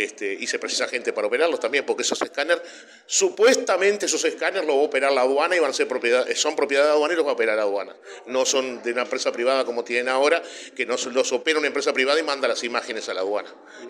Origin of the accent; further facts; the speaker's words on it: Uruguay; que eso nos desvela a todos los que tenemos conciencia como uruguayos nos desvela